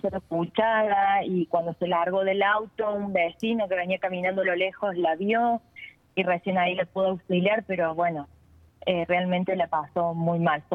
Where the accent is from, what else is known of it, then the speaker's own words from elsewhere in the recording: Villa Allende, Córdoba, Argentina; yo soy de Villa Allende, fue a la vuelta de mi casa